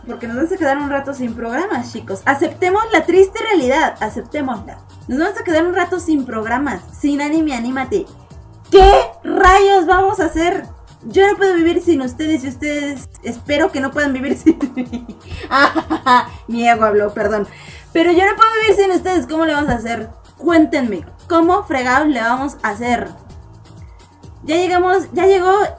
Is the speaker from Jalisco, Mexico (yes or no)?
no; Mexico City, Mexico; sí, soy del DF. ¡Ay! Del ex DF, ahora somos, ¿qué? Ciudad de México. Ahora somos Ciudad de México.